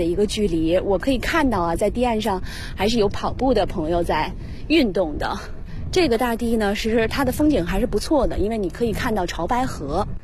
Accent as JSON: {"language": "Chinese", "country": "China", "said": "我们中国人有一个习惯就是靠右行驶"}